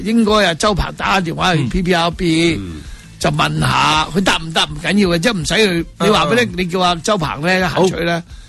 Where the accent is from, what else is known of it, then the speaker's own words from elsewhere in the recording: Hong Kong; 如果是強國人的時候我們香港人是不是有大眾文章